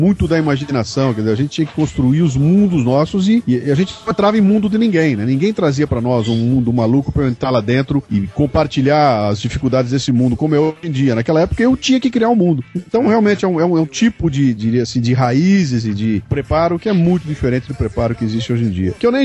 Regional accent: Bauru, São Paulo, Brazil; now in São Paulo, Brazil; Mas eu moro em São Paulo já há muito tempo, cara. Eu saí de Bauru com 19 anos e vim pra São Paulo, eu tô com 55, então faço a conta, né? Eu sou muito mais paulistano hoje do que sou bauruense

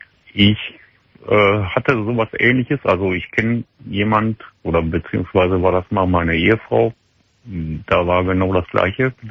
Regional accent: Wesel, North Rhine-Westphalia, Germany; dahin zurückgegangen, wo ich herkomme. Also wir kommen aus Wesel.

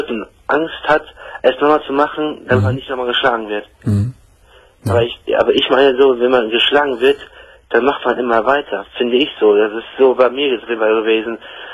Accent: Germany; born there; Ich bin hier geboren in Deutschland, ja.

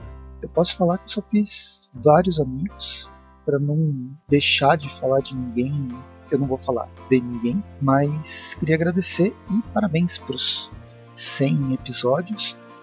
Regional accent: Campinas, São Paulo, Brazil; Eu sou de Campinas também, né?

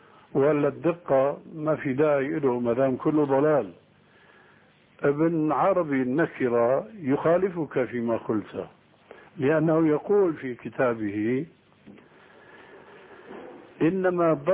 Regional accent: Syria; لكن النوبات مستعملة عندنا في سوريا وهي أنسب لهم

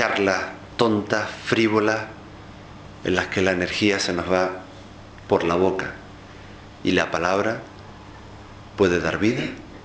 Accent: Spain; para mí como español, como europeo, como occidental

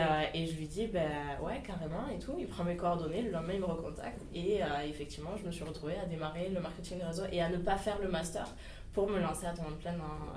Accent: Agen, Nouvelle-Aquitaine, France; also born or lived in Alsace; Aujourd'hui j'ai 23 ans … je suis née en Alsace, j'ai vécu 18 ans à Agen, je suis originaire d'une famille, tout ce qu'il y a plus de banal, toute ma famille est fonctionnaire chez du coup France Télécom, maintenant Orange, donc vraiment la classe moyenne

